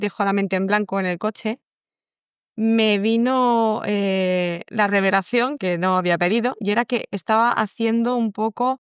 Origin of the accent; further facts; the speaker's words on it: Alicante, Valencian Community, Spain; Yo soy alicantina, mi abuela es alicantina.